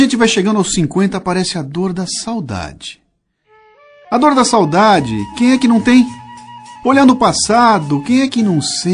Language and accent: Portuguese; Bauru, São Paulo, Brazil; now in São Paulo, Brazil; Quem escuta o meu programa sabe que eu sou caipira. Sou de Bauru, de onde eu saí para a capital em 1975.